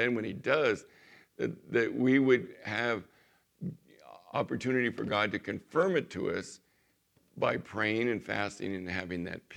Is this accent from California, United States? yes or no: yes; Chula Vista, California, United States; that I was this kid from the San Diego area in Chula Vista, and, you know, during the Vietnam era